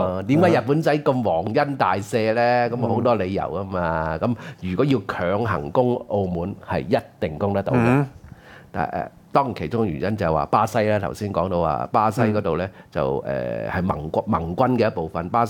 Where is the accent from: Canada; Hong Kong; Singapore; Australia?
Hong Kong; 因為我所理解中共高層讀歷史一定比我哋香港人多嘅，